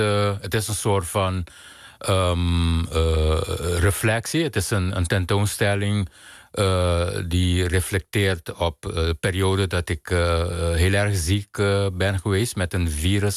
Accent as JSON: {"language": "Dutch", "country": "Curaçao", "tie": "born or raised there", "said": "ik ben op Curaçao geboren en opgegroeid, waar kleur gewoon een heel bepalend element is in je dagelijks leven."}